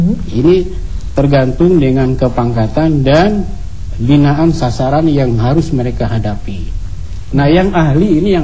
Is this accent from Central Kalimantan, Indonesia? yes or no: yes; Central Kalimantan, Indonesia; atau di daerah saya di Kalimantan Tengah